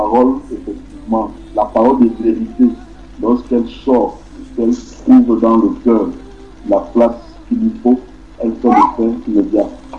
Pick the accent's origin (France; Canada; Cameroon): Canada; Il n'y a qu'une seule personne ici là qui est de Douala, sinon tout le reste là nous sommes du Canada.